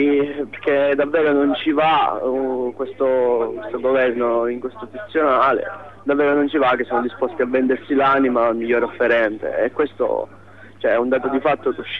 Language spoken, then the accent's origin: Italian; Pisa, Tuscany, Italy; Siamo da Pisa, sono stati fatti 12 pullman, quindi diciamo